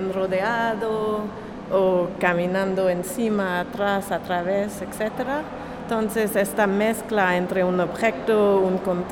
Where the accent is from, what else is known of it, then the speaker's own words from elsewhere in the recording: Montreal, Quebec, Canada; Spanish is a second language; now in New York, United States; soy de Montreal, de Canadá, pero vivo en Nueva York